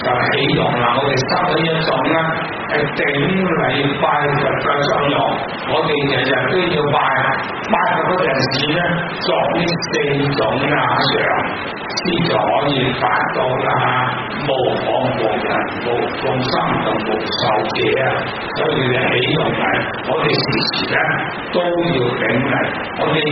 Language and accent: Chinese; Hong Kong; 我们香港人很有所口头禅